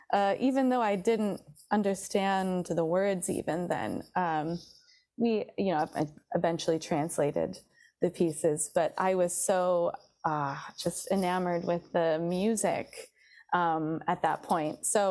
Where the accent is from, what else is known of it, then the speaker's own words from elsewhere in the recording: Traverse City, Michigan, United States; Oh, I grew up in northern Michigan, mm-hmm. A small town called Traverse City.